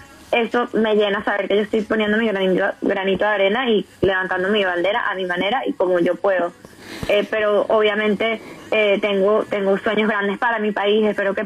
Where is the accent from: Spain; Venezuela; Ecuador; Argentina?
Venezuela; now in Miami, United States; yo soy muy playera, porque obviamente soy venezolana y tengo como esa sangre del Caribe.